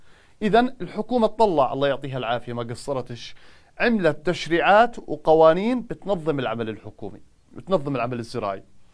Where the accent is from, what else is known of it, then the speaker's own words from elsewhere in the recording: Jordan; شو السدود الموجودة عندنا في الأردن؟